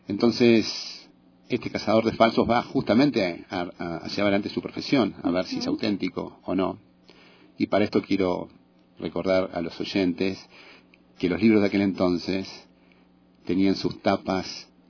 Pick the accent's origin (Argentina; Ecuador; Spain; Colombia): Argentina; Buenos Aires; Yo soy de Buenos Aires.